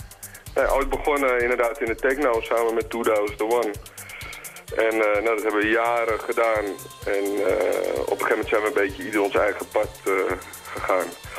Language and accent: Dutch; Amsterdam, North Holland, Netherlands; kom uit Amsterdam.